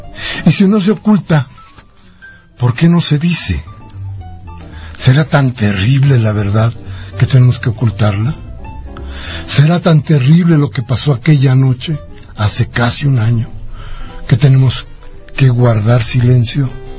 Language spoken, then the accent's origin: Spanish; Mexico; ¿Más de lo que hoy tenemos que pagar como mexicanos?